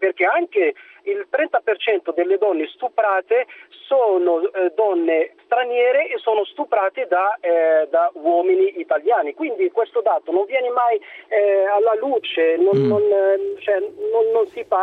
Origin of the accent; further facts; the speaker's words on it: Morocco; now in Italy; io sono marocchino e mi sento anche un pochino in colpa